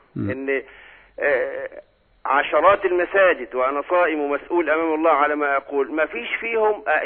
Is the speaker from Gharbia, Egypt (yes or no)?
no; Kafr El Sheikh Governorate, Egypt; من كفر الشيخ.